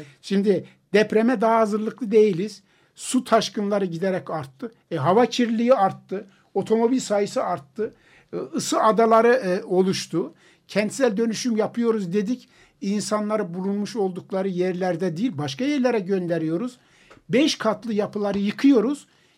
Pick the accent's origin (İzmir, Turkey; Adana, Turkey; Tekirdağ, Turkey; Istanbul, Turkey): Istanbul, Turkey; Ben 45 senelik İstanbulluyum. Beyoğlu'nda su baskınının olduğunu görmedim.